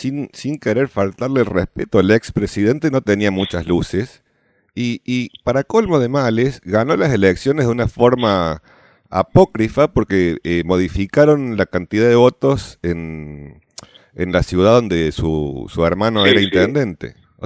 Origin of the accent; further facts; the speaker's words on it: Argentina; o porque somos argentinos, o por quién sabe qué